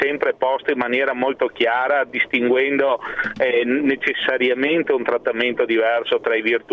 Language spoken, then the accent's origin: Italian; Veneto, Italy; e da Veneto mi sento di dare una considerazione sulla valenza potenzialmente nazionale del segnale che deriva dal voto veneto.